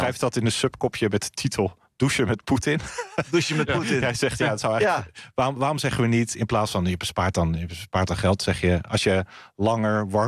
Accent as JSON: {"language": "Dutch", "country": "Netherlands", "said": "dat we in Nederland wel specifiek heel snel iets hebben van, waar bemoei je je mee?"}